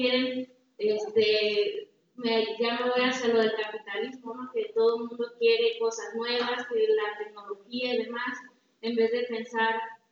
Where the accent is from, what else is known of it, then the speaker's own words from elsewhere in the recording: Cabo Pulmo, Baja California Sur, Mexico; soy de Cabo Pulmo, California